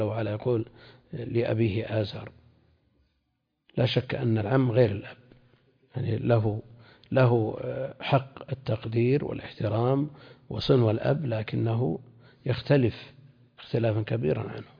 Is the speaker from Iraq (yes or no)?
no; Najd, Saudi Arabia; عندنا في نجد